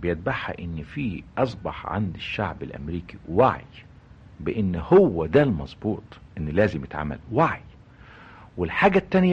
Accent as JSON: {"language": "Arabic", "country": "Egypt", "said": "أنا دايما بقول I am Egyptian، أنا مصري، ولن أنتمي لأيديولوجي معين لأن أنا أنتمي لمصر."}